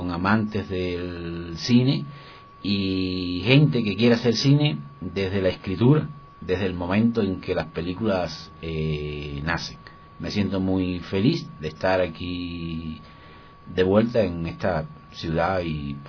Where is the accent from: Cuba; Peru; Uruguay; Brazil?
Cuba; Bueno, surjo y vengo, pues, de Cuba. Y dentro de Cuba, del centro de la isla, es de una zona montañosa.